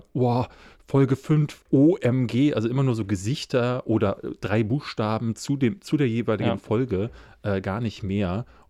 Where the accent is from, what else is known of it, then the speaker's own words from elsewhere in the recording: Berlin, Germany; Aber ich bin ja in Marzahn groß geworden, deswegen wäre es wahrscheinlich ein Heimspiel gewesen.